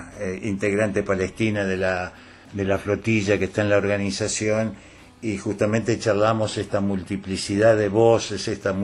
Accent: Argentina; hay que tener claro nosotros como pueblo argentino

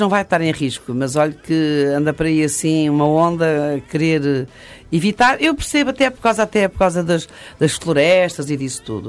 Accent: Angola; como dizemos em África, que eu sou de Angola

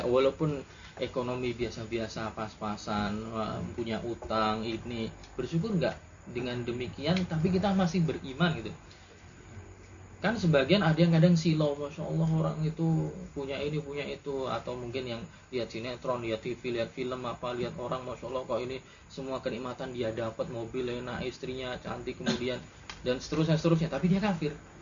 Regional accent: Indonesia; born there; alhamdulillah saya lahir di Indonesia

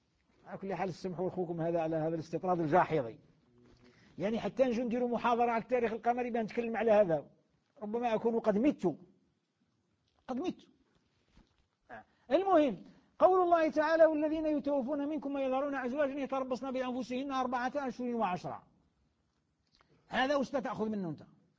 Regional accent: Algeria; بلدياتنا مش كاين يضرنا احنا في بلادنا الجزائر، بلاد الخير

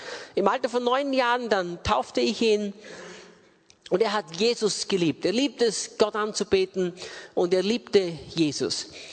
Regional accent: Austria; also born or lived in England; bin Österreicher, geboren und aufgewachsen in Österreich.

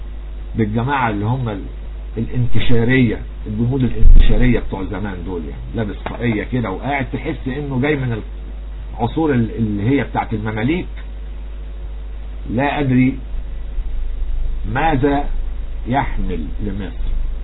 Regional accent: Egypt; طب وايه يعني انا مالي انا كرجل مصري

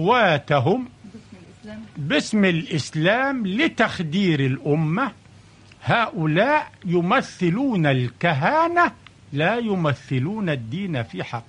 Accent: Al-Adwa, Sharqia Governorate, Egypt; في الشرقية، قرية اسمها العدوة.

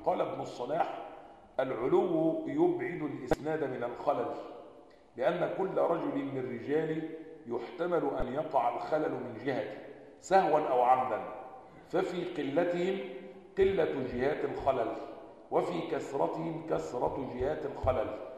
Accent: Egypt; عندنا في مصر مكتبات

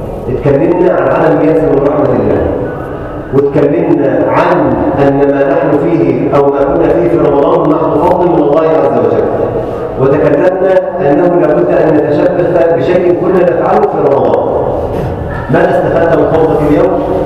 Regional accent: Egypt; اللهم اجعل بلدنا مصر امنا امانا، سلما سلاما، سخاء رخاء

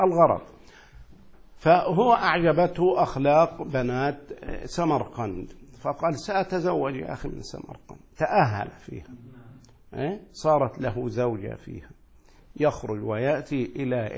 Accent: Asyut, Asyut Governorate, Egypt; يعني أنا مثلا الآن سأرجع إلى مصر، نسأل الله السلام، عندما أدخل إلى مصر سأبقى فيها أقل من 15 يوما في بلدي أسيوط.

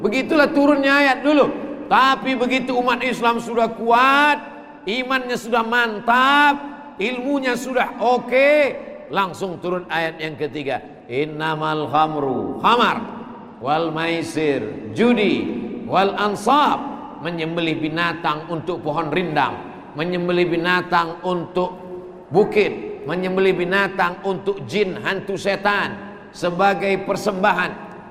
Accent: Sumatra, Indonesia; Dan saya walaupun datang dari Sumatera, maka insya Allah dimasukkan dalam kloter Halmahera Utara.

